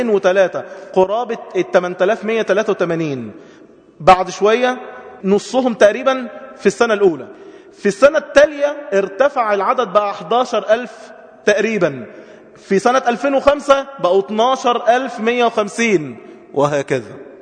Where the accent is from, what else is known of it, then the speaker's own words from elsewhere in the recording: Egypt; عندنا في مصر أكتر من 5 مليون عانس